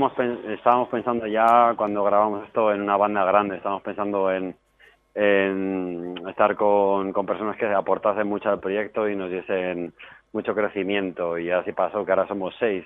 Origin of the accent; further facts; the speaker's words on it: Burgos, Castile and León, Spain; Yo soy de Burgos, tampoco tenemos.